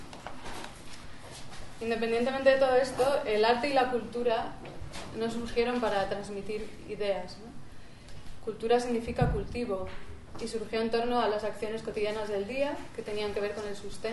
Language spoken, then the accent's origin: Spanish; Madrid, Community of Madrid, Spain; en Madrid, es de donde yo soy